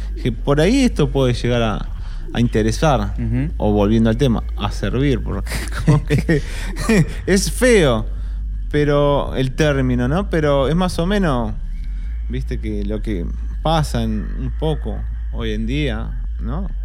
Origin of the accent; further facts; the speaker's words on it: La Plata, Buenos Aires Province, Argentina; born there; pero yo nací en La Plata, a 10 minutos del río, de La Plata.